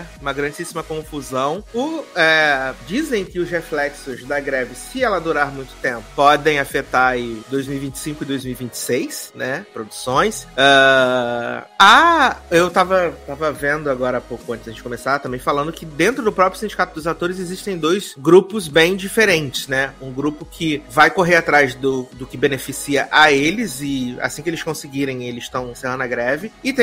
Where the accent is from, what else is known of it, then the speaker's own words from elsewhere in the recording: Brazil; É, não, eu só queria, enquanto brasileiro, ver a Bruninha no tapete vermelho, entendeu? Porque aqui no Brasil, provavelmente, vão fazer um tapete vermelho